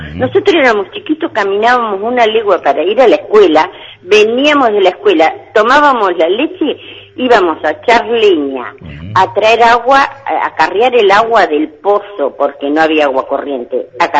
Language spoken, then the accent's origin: Spanish; Pedro Luro, Buenos Aires Province, Argentina; No, no, nosotros somos de Pedro Luro.